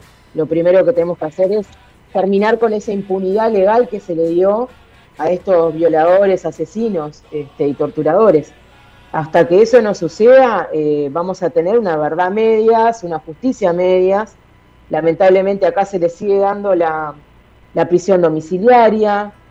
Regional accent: Uruguay; Nosotros, si bien todavía en Uruguay no lo, como ustedes, como en Argentina, no lo tenemos reconocido como un genocidio

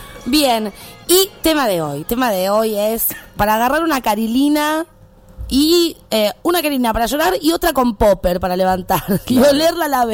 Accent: Santiago del Estero, Argentina; born there; Yo nací en Santiago del Estero

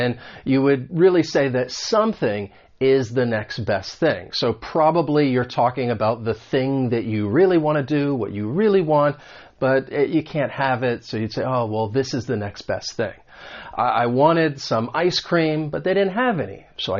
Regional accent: United States; accent: American; this is more about the American accent because I am from the United States

